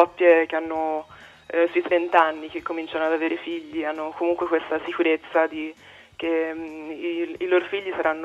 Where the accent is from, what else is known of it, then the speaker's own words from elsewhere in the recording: Florence, Tuscany, Italy; now in Berlin, Germany; sono mezza svizzera, mezza americana, ma sono cresciuta a Firenze per via del lavoro dei miei.